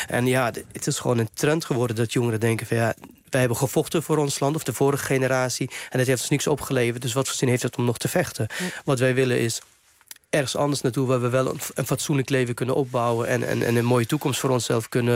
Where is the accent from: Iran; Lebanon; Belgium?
Lebanon; Dutch is a second language; now in Netherlands; maar ook voor Libanon bijvoorbeeld, waar ik vandaan kom.